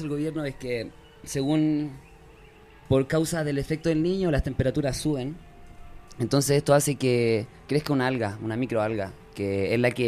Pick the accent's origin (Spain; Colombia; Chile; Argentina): Chile; south; now in Mexico; chileno, vengo del sur, acá he vivido un tiempo en México